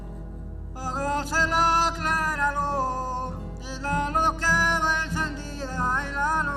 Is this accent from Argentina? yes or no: no; Rinconada, Chile; de Rinconada.